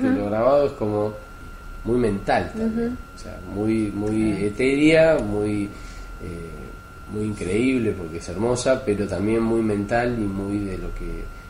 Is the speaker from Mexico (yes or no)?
no; Trenque Lauquen, Buenos Aires Province, Argentina; Yo de chiquito vivía en la Quinta, en Trenquelauquén